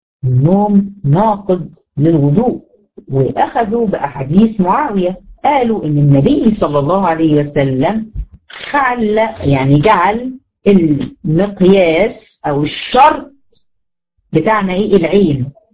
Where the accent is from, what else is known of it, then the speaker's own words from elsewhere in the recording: Egypt; وده يمكن المشهور عندنا في مصر